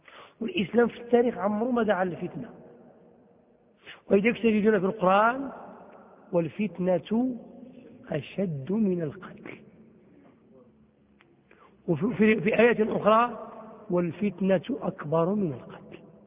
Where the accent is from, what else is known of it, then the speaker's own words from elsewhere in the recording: Morocco; شو الديمقراطية اللي عندنا في المغرب